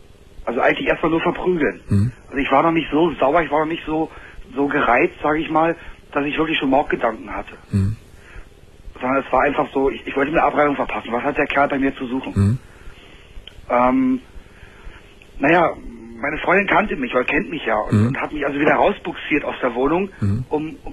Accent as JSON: {"language": "German", "region": "Berlin", "country": "Germany", "tie": "born or raised there", "said": "ich bin in Berlin auf der Straße aufgewachsen."}